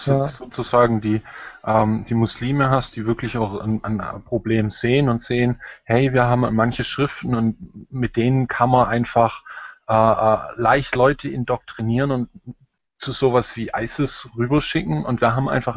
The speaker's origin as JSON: {"language": "German", "country": "Germany", "said": "ich habe als Deutscher extreme Probleme, sozusagen dort Verständnis zu sehen, weil in meinem Land ist die Kultur vor die Hunde gegangen."}